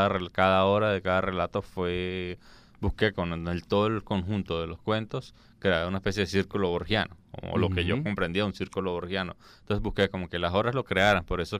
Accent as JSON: {"language": "Spanish", "town": "San Cristóbal", "region": "Táchira", "country": "Venezuela", "lives_now": "Caracas, Venezuela", "said": "San Cristóbal."}